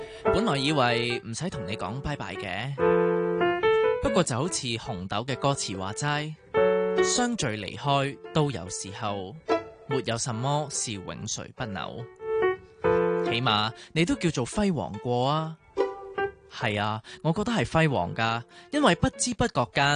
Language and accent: Chinese; New Territories, Hong Kong; 虽然作为新界人过来真的很远